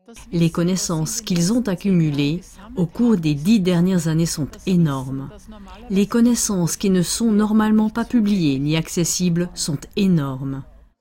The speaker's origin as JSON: {"language": "French", "country": "Hungary", "second_language": "French", "said": "Je viens de Hongrie"}